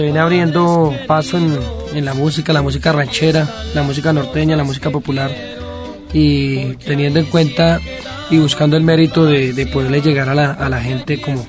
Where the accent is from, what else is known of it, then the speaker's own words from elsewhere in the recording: Tolima, Colombia; now in Bogotá, Colombia; Yo soy nacido en Bogotá, criado un tiempo en el departamento del Tolima, pero nuevamente radicado aquí en la Bogotá.